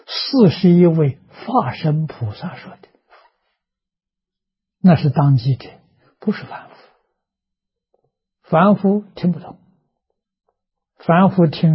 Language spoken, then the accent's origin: Chinese; China; 我们中国人讲量大福大了，心包太虚，量周杀界